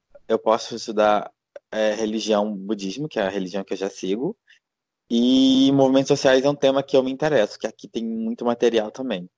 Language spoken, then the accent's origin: Portuguese; Rio de Janeiro, Brazil; now in Thailand; Eu sou do Rio, né? Não tinha falado isso ainda.